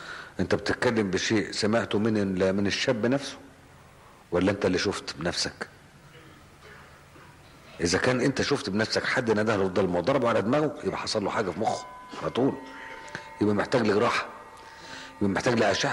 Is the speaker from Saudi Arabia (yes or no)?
no; Egypt; إحنا بس للأسف الشديد الطب النفسي عندنا في مصر مش متقدم زي الجراحة